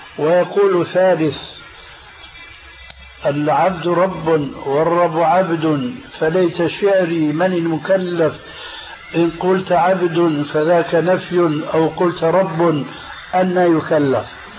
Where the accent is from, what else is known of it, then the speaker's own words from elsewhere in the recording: Syria; تلقفها بعض العامة عندنا في سوريا